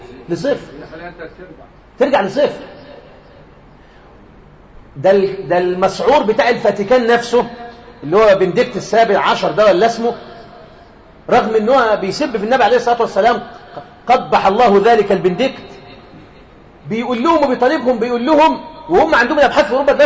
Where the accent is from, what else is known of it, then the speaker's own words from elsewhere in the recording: Egypt; احنا عندنا في مصر هنا بنات في الاعدادي